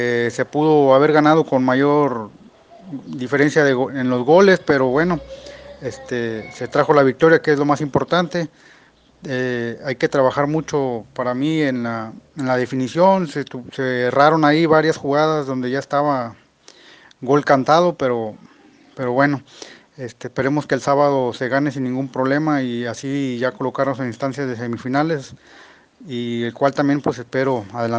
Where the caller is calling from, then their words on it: Tampico, Tamaulipas, Mexico; de Tampico. Les platico que la banda de acá del sur de Tamaulipas